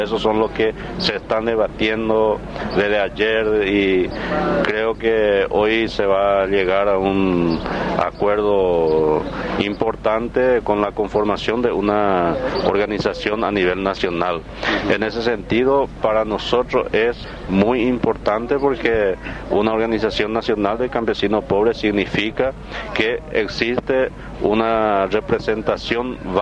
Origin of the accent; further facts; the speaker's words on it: Paraguay; son políticas desarrolladas en mi país, en Paraguay, como cualquier otro país dependiente de América Latina.